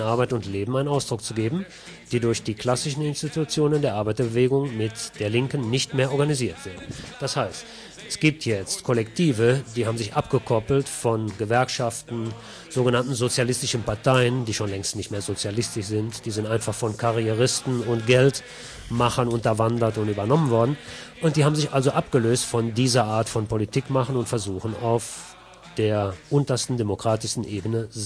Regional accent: North Rhine-Westphalia, Germany; In Nordrhein-Westfalen zum Beispiel, wo ich herkomme

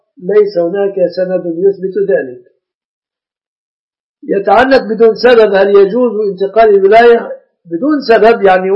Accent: Egypt; العرف عندنا في مصر أن الشبكة من المهر.

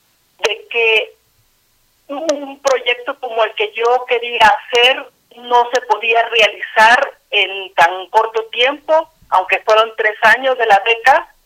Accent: Guatemala; born there; soy guatemalteca de nacimiento, que nací en el contexto de una guerra civil que duró 36 años

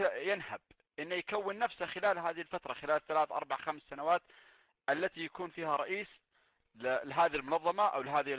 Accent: Saudi Arabia; وهذا الشيء ما المفروض أنه يكون عندنا في السعودية

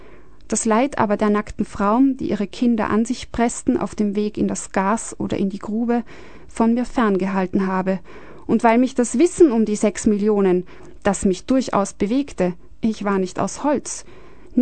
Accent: Austria; Ich bin als Österreicherin aufgewachsen

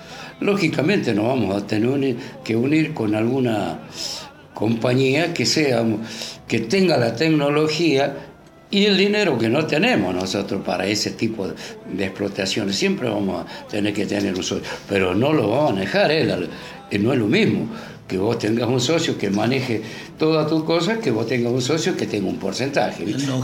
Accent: Argentina; yo, como ciudadano argentino, lo veo en mi país en un avance en cuanto a lo social

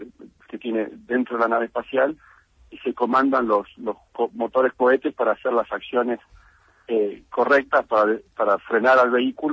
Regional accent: Buenos Aires, Argentina; also born or lived in Villa Regina; yo crecí, nací en Villa Regina, Río Negro, crecí en Buenos Aires, soy bien porteño en ese sentido.

